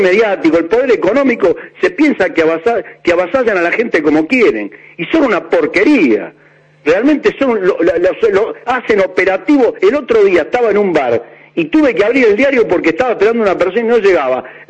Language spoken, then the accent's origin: Spanish; Buenos Aires, Argentina; Sí, yo estoy de la cancha Argentina, estoy a 10 cuadras. Nací en la Paternal, en la isla. Soy isleño a muerte. Aunque soy fanático hincha de Banfield, por esas cosas de la vida, soy isleño de la Paternal